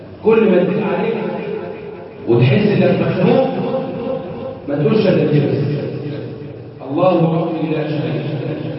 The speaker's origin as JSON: {"language": "Arabic", "country": "Egypt", "said": "اللهم احفظ بلدنا مصر"}